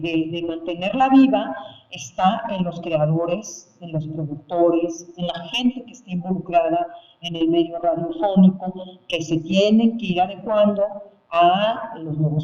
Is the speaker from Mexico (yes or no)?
yes; Mexico; en mi país. Así que desde entonces, pues he venido trabajando en la radio pública mexicana